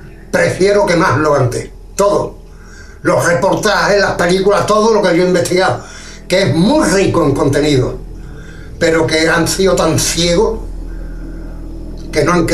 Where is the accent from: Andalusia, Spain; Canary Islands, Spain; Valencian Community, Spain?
Andalusia, Spain; Algeciras; un señor alcalde de mi pueblo pensó de que los OVNI aquí no interesaban a la juventud de Algeciras.